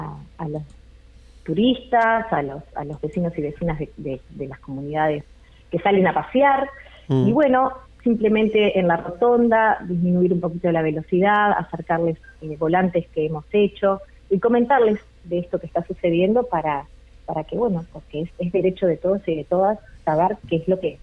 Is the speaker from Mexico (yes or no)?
no; Uruguay; para nosotros como uruguayos y como uruguayas, para saber de dónde venimos y para saber quiénes somos.